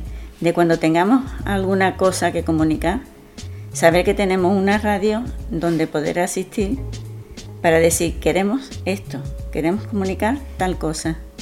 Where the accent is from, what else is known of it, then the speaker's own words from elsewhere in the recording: Andalusia, Spain; Yo nací ahí y me llevé muchísimos años, mucho.